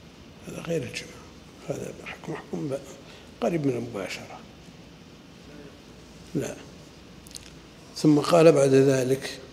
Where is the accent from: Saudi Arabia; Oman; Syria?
Saudi Arabia; Najd; وهذه مسألة يقع الخلل فيها كثيرا من النساء عندنا في نجد قبل